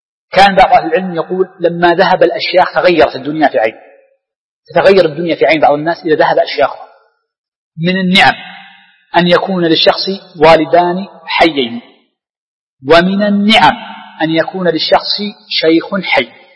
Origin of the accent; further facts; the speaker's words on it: Riyadh, Riyadh Province, Saudi Arabia; وكان الشيخ بن باز باعتبار أشهر المشايخ عندنا في الرياض